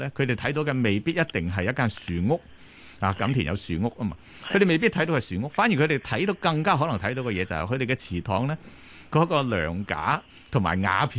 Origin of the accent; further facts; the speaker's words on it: Guangzhou, Guangdong, China; 因為我細個嗰陣時喺廣州，咁我經歷過乜嘢呢？我經歷過文化大革命後期嗰種物資匱乏嘅情況